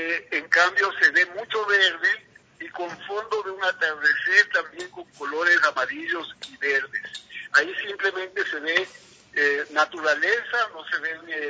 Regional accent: Ecuador; nosotros mismos, como ecuatorianos a nuestra Amazonía, tenemos que respetarla.

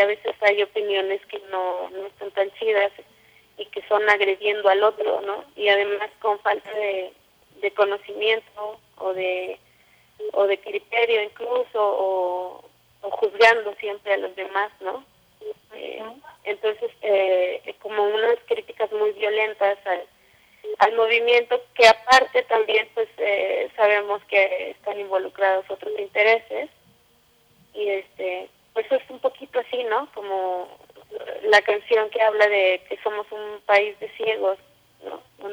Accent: Iztapalapa, Mexico City, Mexico; Los grafitis que salen ahí están por mi casa, nosotros somos de Iztapalapa.

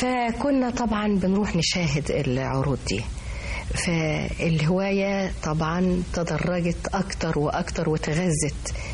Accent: Tanta, Gharbia, Egypt; now in Cairo, Egypt; كنت طفلة خالص يعني. إنما السيرك كان سيرك الحلو. فبعد كده انتقلنا من طنطا إلى القاهرة، سكننا في حي رود الفرج،

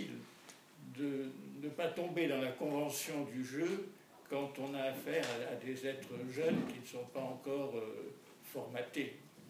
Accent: France; born there; Je suis né en France, de parents français, et c'est marqué que je suis français sur ma carte d'identité.

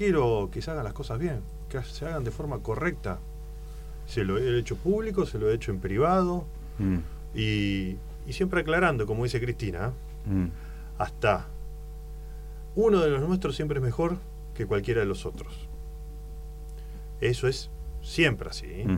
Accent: Rosario, Santa Fe, Argentina; Soy de Rosario y camino a la ciudad de Rosario, como siempre lo he hecho, y recorrí toda la provincia de Santa Fe

